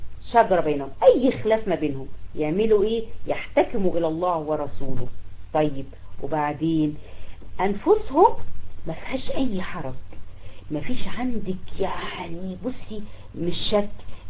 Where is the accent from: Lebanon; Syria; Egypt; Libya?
Egypt; في عندنا في مصر هنا في قرى الصعيد